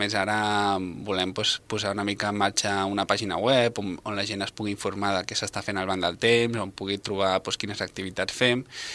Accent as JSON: {"language": "Catalan", "town": "Barcelona", "region": "Catalonia", "country": "Spain", "tie": "born or raised there", "said": "Jo sóc veí de Gràcia."}